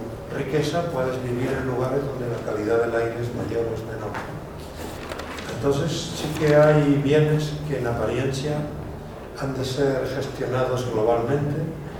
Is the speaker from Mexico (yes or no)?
no; Spain; Yo, que soy español, veo no solamente cómo se está descomponiendo mi país